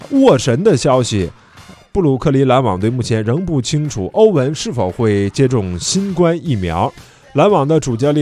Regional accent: China; 我们中国人讲究说，哎，属牛的特别倔

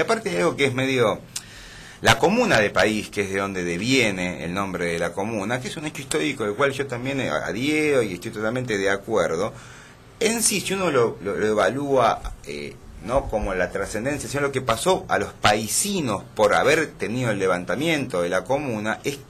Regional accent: Argentina; Más allá de que yo soy descendiente de franceses … yo soy profundamente argentino y vivo en un lugar donde la gente habla español.

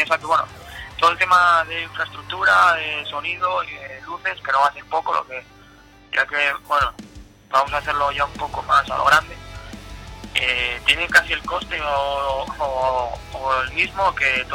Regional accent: La Viana, Asturias, Spain; ya sabes que soy de La Viana

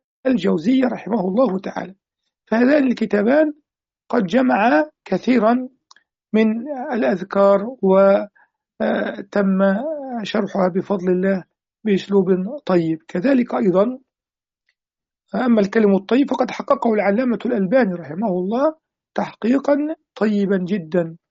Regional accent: Egypt; في بلاد المغرب العربي وفي بلادنا مصر

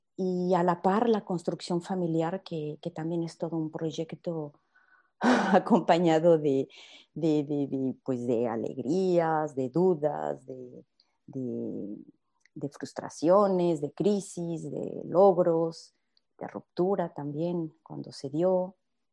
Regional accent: Querétaro, Mexico; moved away as an adult; now in France; soy mexicana de Querétaro y viví 27 años en México y me vine a Francia porque me casé con un francés y precisamente el mes que viene voy a cumplir 27 años también en Francia.

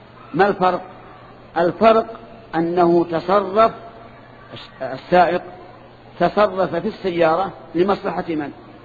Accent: Saudi Arabia; وأنا سعودي، أنت مصري وأنا سعودي

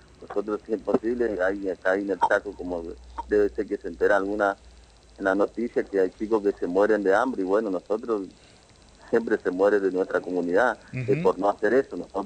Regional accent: Chaco, Argentina; nosotros venimos de una localidad del campo, en Colonia Borís, en el lote 39. Somos familia de él, de ahí de la localidad de esa, al sur de Quitiliti.

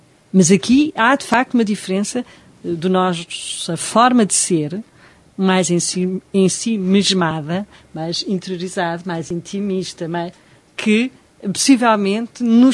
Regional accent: Portugal; Nós, portugueses, estamos sempre numa altura.

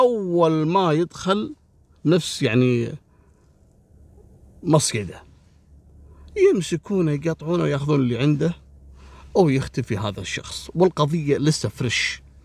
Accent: Kuwait; أبو فاضل راح على منطقة اسمها منطقة الجهرة عندنا في الكويت، محافظة.

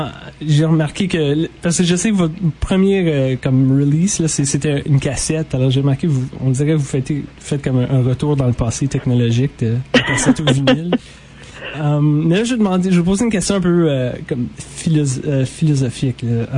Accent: Ottawa, Ontario, Canada; moi je viens d'Ottawa

